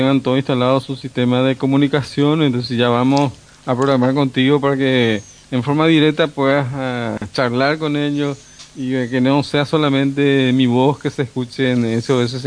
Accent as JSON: {"language": "Spanish", "region": "Asunción", "country": "Paraguay", "said": "yo soy de Asunción, ¿verdad?"}